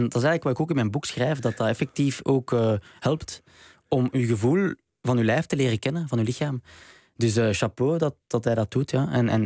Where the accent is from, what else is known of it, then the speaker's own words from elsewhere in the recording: Belgium; Sorry hoor, als Belg.